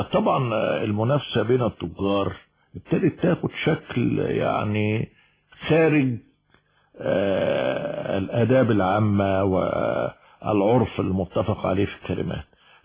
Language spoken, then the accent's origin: Arabic; Egypt; لا ما هو المعروف عندنا في مصر